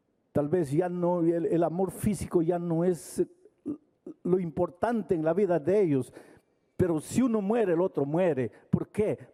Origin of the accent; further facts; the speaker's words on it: Jauja, Junín, Peru; Yo vengo de Jauja.